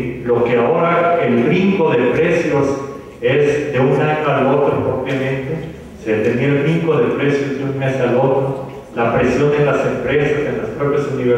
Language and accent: Spanish; Mexico; Nos encanta como mexicanos meternos en círculos viciosos, ¿sí?